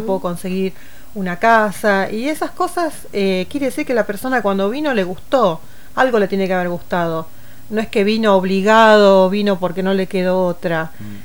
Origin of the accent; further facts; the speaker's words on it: Río Gallegos, Santa Cruz, Argentina; born there; now in El Calafate, Argentina; Yo nací en Río Gallegos, pero bueno, por unas cuestiones de la vida siempre me tocó vivir en otros lugares, otros países, otras provincias. Y elegí Calafate como mi lugar en el mundo